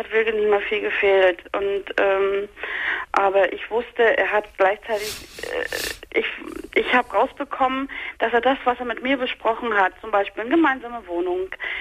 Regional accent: East Germany, Germany; Ich bin 2,5 Wochen später zu Klassentreffen gefahren, nach dem Osten. Ich komme aus dem Osten.

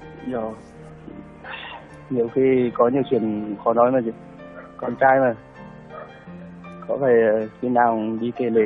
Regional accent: Hà Tĩnh, Vietnam; Dạ, em ở Hà Tĩnh ạ.

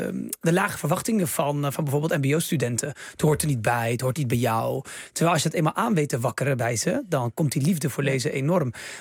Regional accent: Netherlands; born there; Ja, ik heb Marokkaanse roots. Ik ben geboren in Nederland, maar al mijn broers en zussen in Marokko.

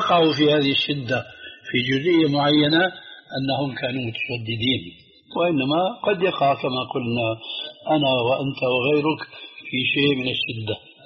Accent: Syria; وهنا يقولون عندنا في سوريا شو هالشد يا رسول الله، هذه لهجة سورية خطأ

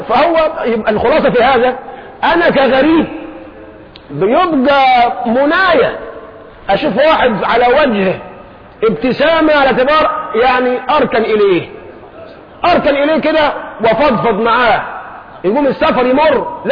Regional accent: Egypt; انا مصري خايب، عارف خايب يعني ايه؟ انجليزي عندي ضعيف، قراءة مش نطق.

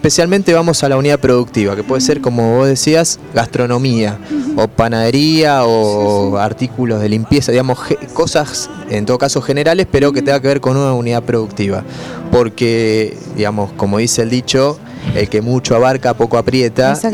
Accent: Buenos Aires, Argentina; Nosotros somos del barrio de Mataderos

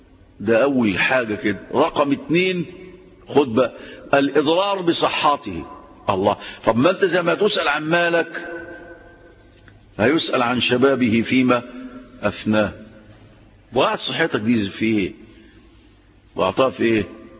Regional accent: Egypt; عندنا في مصر 20 مليون مدخن

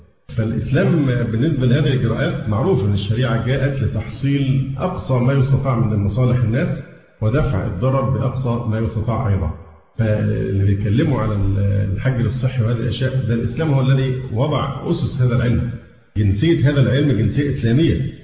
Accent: Egypt; فحتى الآن الحالات عندنا في مصر والله الحمد قليلة جدا

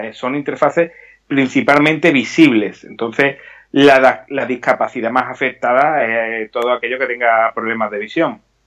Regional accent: Seville, Andalusia, Spain; Hombre, en mi tierra, yo soy sevillano

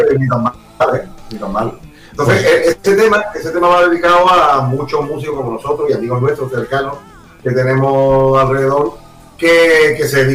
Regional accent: Fortuna, Region of Murcia, Spain; Yo soy un rockero de Fortuna. Yo me dedico a tocar la guitarra.

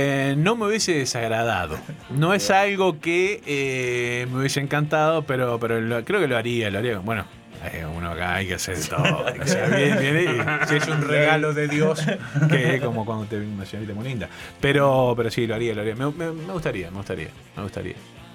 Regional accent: Montevideo, Uruguay; yo nací en La Blanqueada, nací en 8 de octubre y Jaime Civils. El destino hizo que me criara en el barrio Peñarol. En el medio del barrio Peñarol.

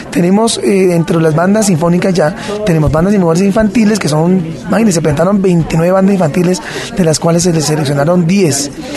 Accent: Guasca, Cundinamarca, Colombia; hace, pues imagínese, año 91 en mi tierra, en Huasca

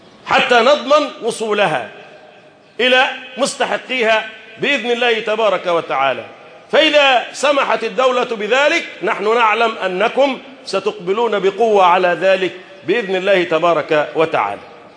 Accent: Egypt; اللهم احفظ بلدنا مصر

